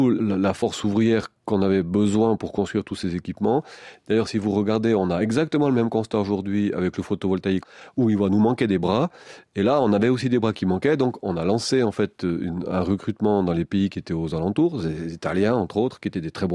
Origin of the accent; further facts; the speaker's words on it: Valais, Switzerland; C'était le cas chez nous, en Valais.